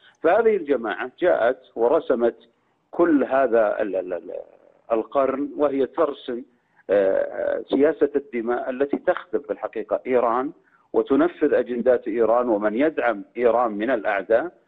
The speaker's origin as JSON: {"language": "Arabic", "country": "Saudi Arabia", "said": "لأن بلادنا المملكة العربية السعودية هي بلاد موحدة، بلاد التوحيد والسنة"}